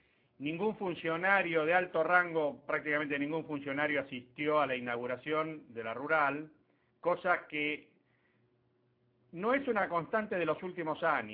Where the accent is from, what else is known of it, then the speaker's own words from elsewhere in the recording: Argentina; No tenemos que, como ciudadanos argentinos, tenemos que empezar a involucrarnos, a opinar y a participar.